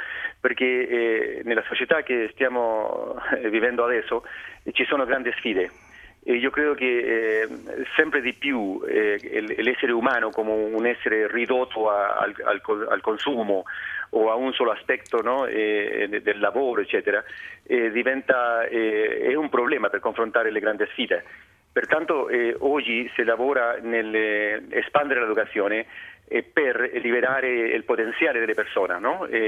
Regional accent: Chile; Italian is a second language; now in Edinburgh, United Kingdom; Io sono cileno.

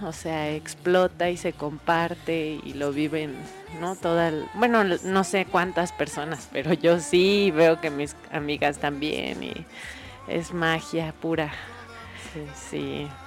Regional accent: Mexico City, Mexico; Ah, pues sí, vengo del DF

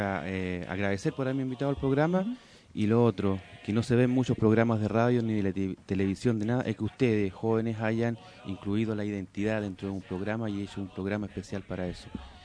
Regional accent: Chile; now in Argentina; Relacionado a lo que es mi comunidad, a lo que es el pueblo mapuche, yo soy del Gulumapu, del otro lado de la cordillera.

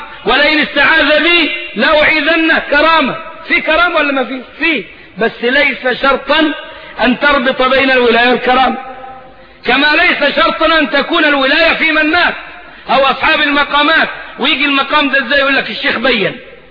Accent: Egypt; اهو دي حاجات من التخاريف الموجودة عندنا في الريف المصري.

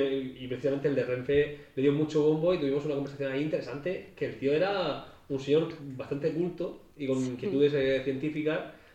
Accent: Murcia, Region of Murcia, Spain; now in Madrid, Spain; Y yo aprendí matemáticas en Murcia, que allí también hay matemáticos

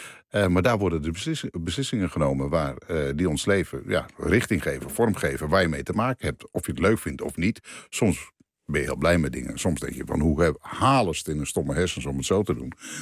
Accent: Alkmaar, North Holland, Netherlands; also born or lived in Veenendaal; Mijn ouders komen uit Groningen, Friesland. Mijn vader was gemeenteambtenaar en ik ben geboren, dus verhuisd om zoveel tijd. Ik ben geboren in Veenendaal, maar helemaal opgegroeid in Alkmaar.

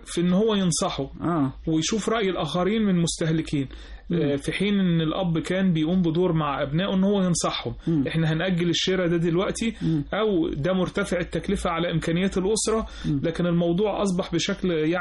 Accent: Egypt; كنا كمصريين، لا مش مصريين، كنا كمستهلكين

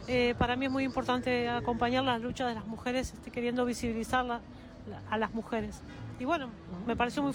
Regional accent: Buenos Aires, Argentina; soy de Buenos Aires, vine aquí por un congreso

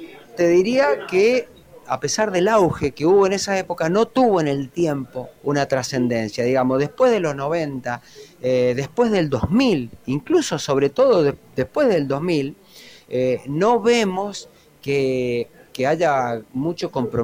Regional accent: Mendoza, Argentina; esas canciones tan bonitas que nos identifican también como mendocinos

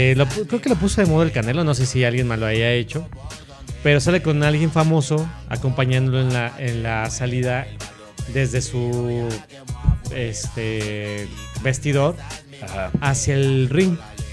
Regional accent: Guanajuato, Mexico; También somos de Guanajuato, güey.

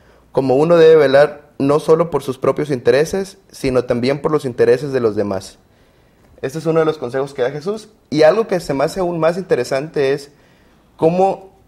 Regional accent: Villahermosa, Tabasco, Mexico; Yo soy ingeniero industrial, egresado de la Universidad de Montemorelos. Soy de Villahermosa, Tabasco, y laboro actualmente aquí en Montemorelos como ingeniero en calidad en la empresa Mars Montemorelos.

